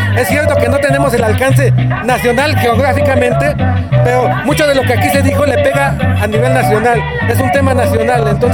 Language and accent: Spanish; Oaxaca, Mexico; vengo de Oaxaca.